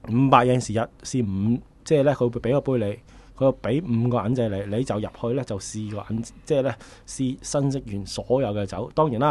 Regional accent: Hong Kong; 我記得那時候去呢，我說我香港人，他問多我幾句，幾好招呼啊。

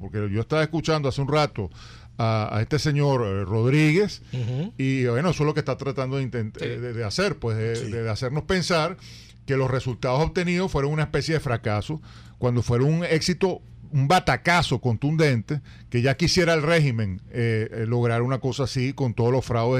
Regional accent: Venezuela; nos tenemos que felicitar como venezolanos por lo que pasó ayer, ¿no?

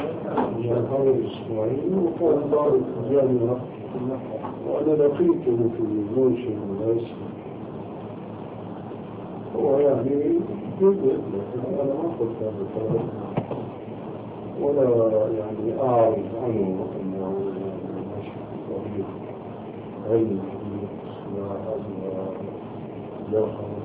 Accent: Syria; now in Amman, Jordan; وسوري مثلي

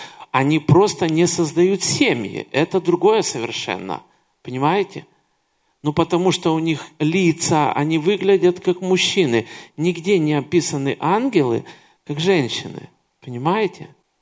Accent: Kyiv, Ukraine; Но я родился и вырос в Киеве. И в Киеве очень много таких зданий.

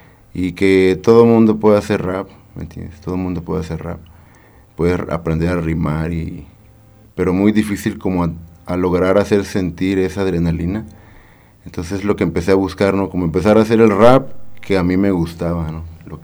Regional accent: Veracruz, Mexico; now in Querétaro, Mexico; Yo soy originario de Veracruz, soy nacido en Veracruz, llegué a Querétaro por primera vez como en 2001, después me regresé, después volví a llegar y ya como por el 2004 me quedé y ya no me fui, y aquí me quedé.

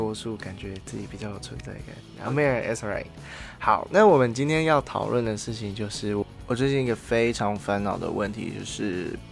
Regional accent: Taiwan; 虽然我们从小就是在台湾长大嘛

